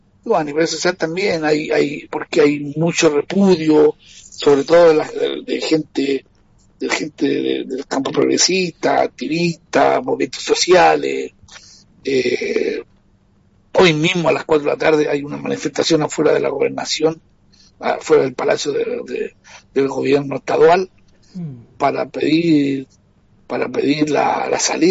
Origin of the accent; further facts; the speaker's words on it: Chile; now in Brazil; Yo soy de Chile y sí. Vivo aquí en Brasil hace 17 años.